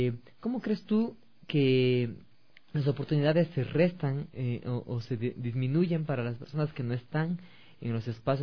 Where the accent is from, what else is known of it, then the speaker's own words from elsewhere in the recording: Cuenca, Azuay, Ecuador; yo no soy quiteño, yo también soy provinciano, como aquí nos dicen, es de provincia, yo soy de Azuay, soy de Cuenca.